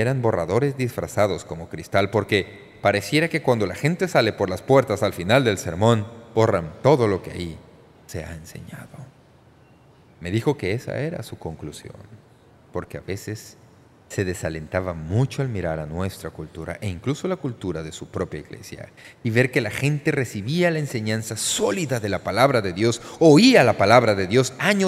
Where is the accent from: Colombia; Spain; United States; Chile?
United States; Muchos de nosotros que nacimos y crecimos en los Estados Unidos de América, nos criamos en hogares cristianos